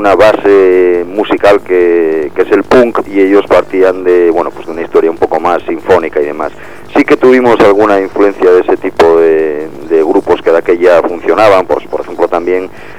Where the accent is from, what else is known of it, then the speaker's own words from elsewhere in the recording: Avilés, Asturias, Spain; born there; éramos un grupo que nacimos en Avilés, la tercera ciudad más importante de Asturias. Cantamos en asturiano